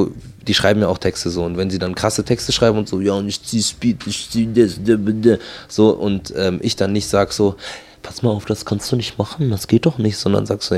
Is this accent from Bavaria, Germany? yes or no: yes; Markt Schwaben, Bavaria, Germany; ich bin halt aufgewachsen in Marktschwaben. Das ist ein sehr netter Vorort von München, wo, ich sag mal, der Block ganz nah am Rheinhaus liegt.